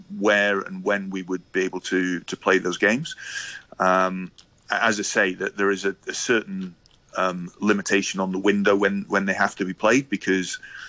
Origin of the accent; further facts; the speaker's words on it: Scotland, United Kingdom; Scotland, as a Scottish rugby fan myself, Scottish sporting fan, we get used to the highs and lows.